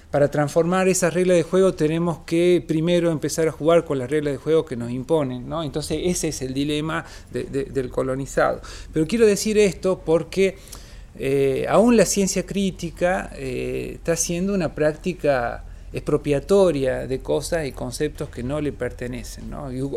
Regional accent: Northwest Argentina, Argentina; El caso del noroeste argentino, de donde vengo, digamos

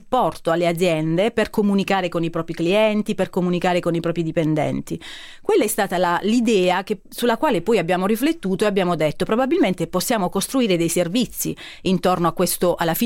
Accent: Gravina in Puglia, Apulia, Italy; Vengo da Gravina in Puglia, una fantastica cittadina di non molto grande, 45.000 abitanti, della Puglia, dell'entroterra pugliese. Siamo un po' lontani dal mare

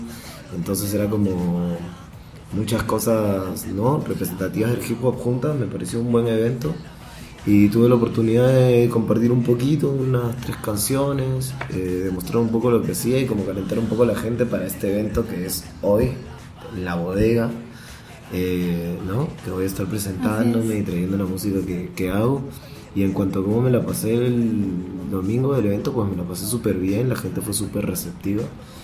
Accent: Lima, Peru; vengo de Lima, Perú.

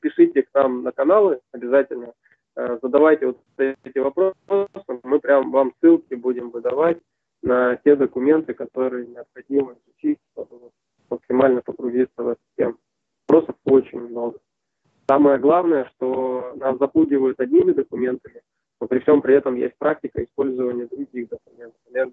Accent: Saint Petersburg, Russia; born there; Родился в Ленинграде, и теперь он Санкт-Петербург. Приезжал в Свердловск

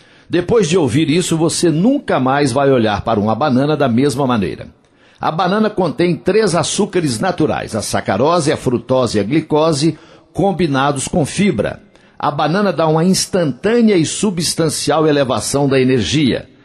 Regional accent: Coromandel, Minas Gerais, Brazil; lá na minha cidade de Coromandel

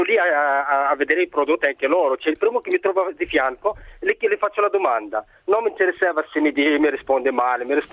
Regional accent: Morocco; Italian is a second language; now in Italy; Sono marocchino, ma mi ricordo quando sono arrivato in Italia, non ho mai studiato l'italiano

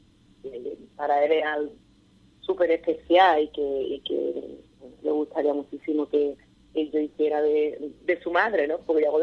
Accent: Seville, Andalusia, Spain; Yo soy de Palmete, de un barrio obrero muy humilde de Sevilla, que cada uno vivía en su casita

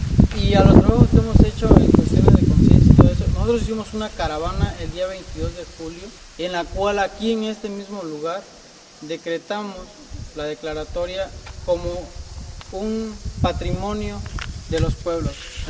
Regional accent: Cotaxtla, Veracruz, Mexico; soy del municipio de Cotaxtla y soy un afectado más río abajo del nacimiento del río Atoyac.

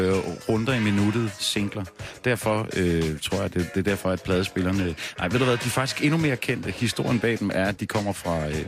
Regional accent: Jutland, Denmark; now in Copenhagen, Denmark; nu har jeg boet i København i ret lang tid, og jeg kommer fra Jylland

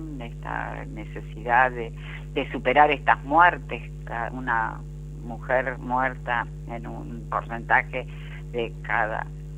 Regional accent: Argentina; Específicamente en nuestro país, Argentina, en mi país, Argentina, donde mantenemos esta red de mujeres libres de violencia, y justamente desde Buenos Aires, en la ciudad de San Martín

